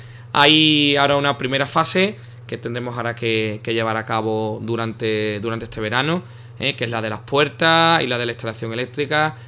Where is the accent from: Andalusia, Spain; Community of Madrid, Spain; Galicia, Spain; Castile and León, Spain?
Andalusia, Spain; Ubrique; las futuras generaciones de ubriqueños, dentro de 200 años, reciban el patrimonio como nosotros lo hemos recibido